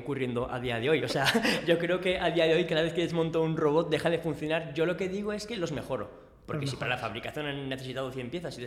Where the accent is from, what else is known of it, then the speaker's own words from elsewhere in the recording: Aragon, Spain; sí, porque somos